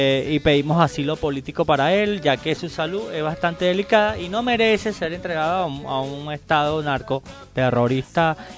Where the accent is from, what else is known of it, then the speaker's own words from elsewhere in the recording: Caracas, Capital District, Venezuela; como venezolanos y como caraqueños que hemos vivido